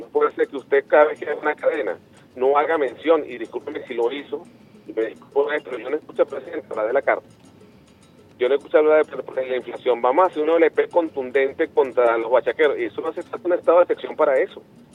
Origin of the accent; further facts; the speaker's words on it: Venezuela; se lo digo como venezolano, como chavista